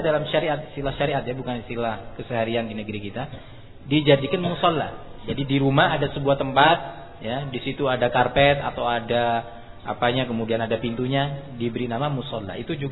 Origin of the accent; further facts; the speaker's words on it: East Java, Indonesia; Bukan saya membela Madura karena saya orang Madura, bukan tuh.